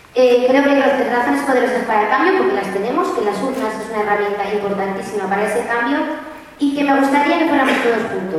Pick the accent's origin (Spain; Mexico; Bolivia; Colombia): Spain; Murillo de Gállego, Aragon; En mi pueblo estamos afectados, Murillo de Gallego, uno de los mejores de Aragón, sino el mejor